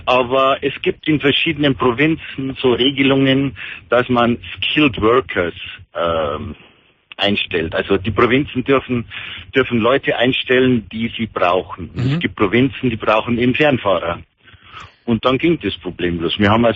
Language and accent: German; Bavaria, Germany; moved away as an adult; now in United States; Ich bin Bayer, so ein Unterschied.